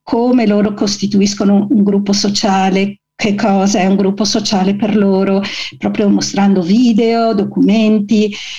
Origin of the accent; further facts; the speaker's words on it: Calabria, Italy; e lo dico con tutto l'affetto del mondo, visto che sono anche calabrese